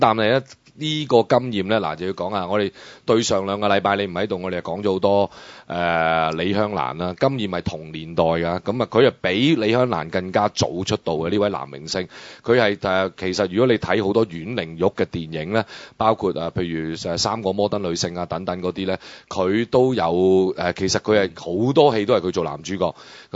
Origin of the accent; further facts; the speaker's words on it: China; 我真係要再次澄清，我係一個中國人嚟嘅